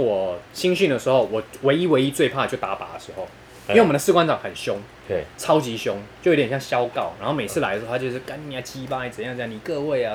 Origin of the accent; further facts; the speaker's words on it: Taoyuan, Taiwan; 因为我是桃园人嘛，